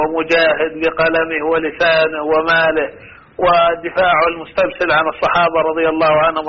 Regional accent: Saudi Arabia; يعني الناس تسمع له عندنا في السعودية من جميع الطبقات

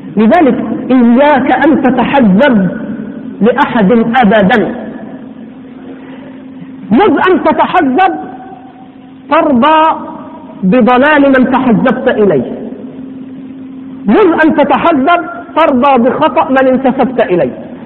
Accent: Upper Egypt, Egypt; والله أنا مصري وأصل من الصعيد، ها أصل من الصعيد لكن صعيد أبيض يعني

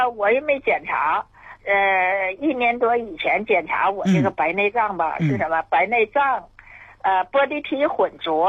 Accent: Tieling, Liaoning, China; 我是铁岭的。

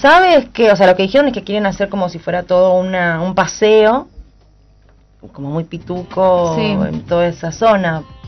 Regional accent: Buenos Aires, Argentina; Yo soy vecina del barrio, nací en La Boca, viví en La Boca toda mi vida

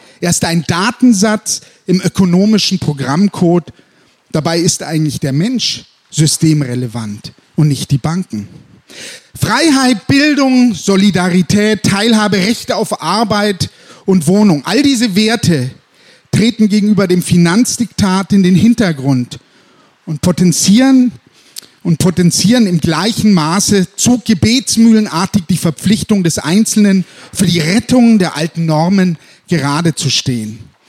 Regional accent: Frankfurt, Hesse, Germany; now in Berlin, Germany; Ich komme gerade aus Berlin, ich lebe in Bayern und in Berlin, aber die wenigsten wissen, dass dies hier ganz, ganz lang meine Heimatstadt war, Frankfurt hier.

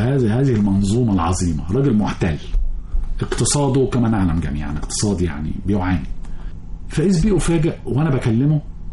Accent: Egypt; فلقيته أول ما عرف من اللكنة بتاعتي إن أنا مصري. نحن لكنتنا معروف

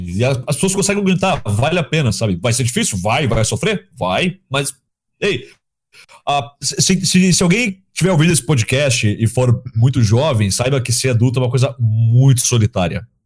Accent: Blumenau, Santa Catarina, Brazil; eu sou de Blumenau, né, pros nossos ouvintes. Se tu vem de uma cidade pequena e tu vai pra uma cidade maior...

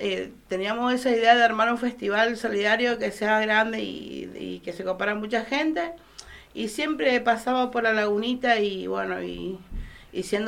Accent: Bermejo, San Juan, Argentina; soy artista de Bermejo, cantora, compositora y teatrera.

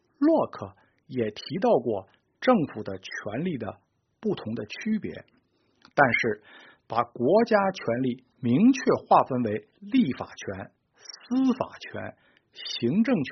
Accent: China; 我们中国人，我这里指的是中国大陆人，还从未享有过这种政治自由

